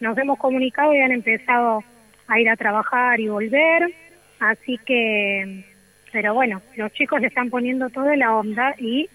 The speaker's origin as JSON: {"language": "Spanish", "town": "San Vicente", "region": "Buenos Aires Province", "country": "Argentina", "said": "me volví a vivir a San Vicente, pues yo soy de San Vicente."}